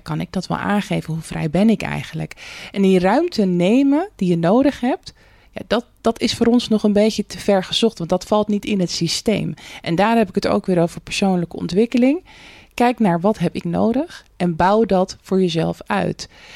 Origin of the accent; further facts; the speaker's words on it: Rotterdam, South Holland, Netherlands; En ik als Rotterdammer kan natuurlijk geen nee zeggen.